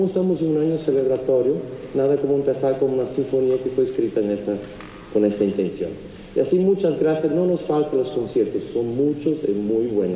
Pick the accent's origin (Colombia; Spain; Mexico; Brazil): Brazil; Spanish is a second language; Yo como brasileño he hecho muy pocas cosas en los últimos 7 años de Brasil.